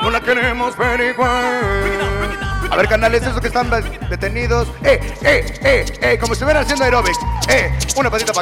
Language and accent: Spanish; Mexico City, Mexico; Nosotros venimos del norte de la Ciudad de México